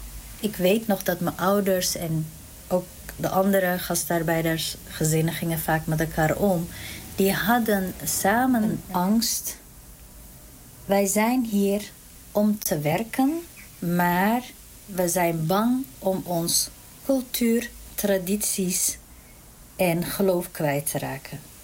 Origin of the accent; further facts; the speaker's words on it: Turkey; now in Netherlands; oorspronkelijk ben ik Koerdisch. Ik kom uit Turkije, ik ben in Turkije geboren en woon al heel lang in Nederland.